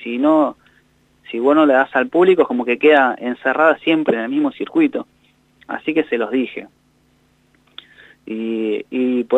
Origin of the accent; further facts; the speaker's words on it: Cinco Saltos, Río Negro, Argentina; born there; Yo nací en Río Negro, en Cinco Saltos